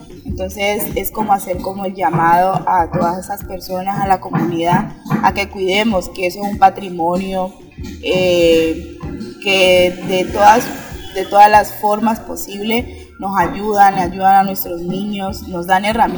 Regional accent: Roberto Payán, Nariño, Colombia; vengo del municipio de Roberto Payán

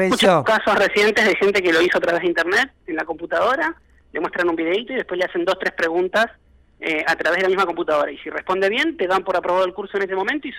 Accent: Argentina; es un orgullo como argentino sentir ese conocimiento.

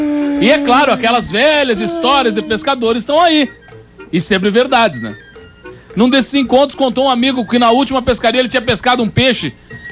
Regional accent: São João do Oeste, Santa Catarina, Brazil; now in Passo Fundo, Brazil; sou natural de Santa Catarina, São João do Oeste. Ou seja, das barrancas do Rio Uruguai.

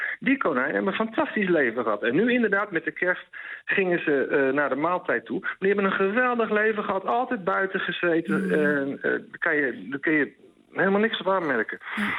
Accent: Netherlands; Ik denk dat als Nederlander word je een beetje opgevoed

